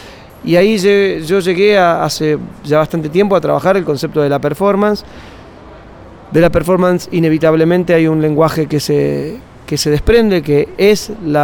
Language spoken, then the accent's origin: Spanish; Argentina; also born or lived in Uruguay / Germany; yo soy de Argentina. Argentina, Uruguay y Alemania son los tres lugares donde más o menos puedo entender que tengo el concepto de hogar